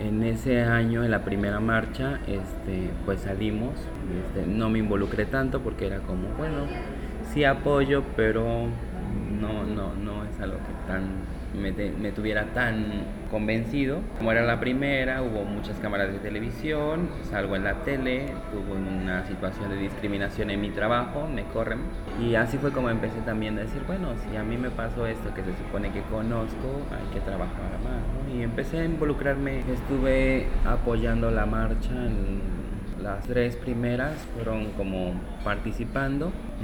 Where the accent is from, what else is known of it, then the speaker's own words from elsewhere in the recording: Anenecuilco, Morelos, Mexico; Soy originario de Anenecuilco primero. Allá crecí y estuve hasta los 17 años. Después de eso vine a Cuernavaca a estudiar la universidad.